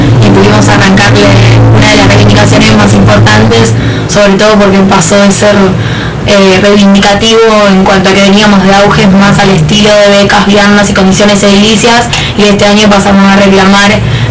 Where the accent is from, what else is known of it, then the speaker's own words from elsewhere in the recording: Buenos Aires, Argentina; la mayoría somos acá de Capital